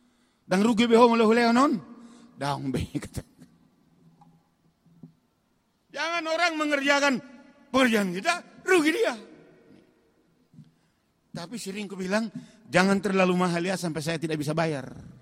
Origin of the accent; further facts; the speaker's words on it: North Sumatra, Indonesia; Kalau orang kita Batak, bodo sarupa anak do paruma, boru do parumaen, bisa.